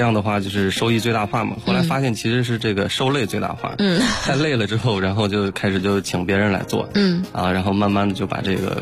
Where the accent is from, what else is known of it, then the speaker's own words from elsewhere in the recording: Shangluo, Shaanxi, China; 我从我的老家这个大秦岭的山城上洛，然后到西安就是省城去上课